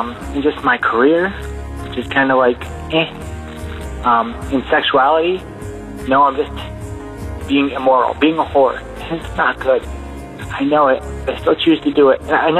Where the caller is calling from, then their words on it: New York City, New York, United States; I'm calling from New York City.